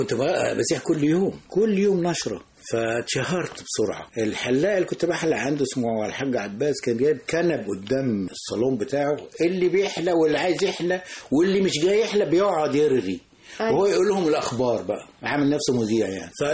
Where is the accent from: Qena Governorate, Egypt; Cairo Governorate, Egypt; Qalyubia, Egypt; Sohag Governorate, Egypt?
Qena Governorate, Egypt; Nag Hammadi; نجا حمادي.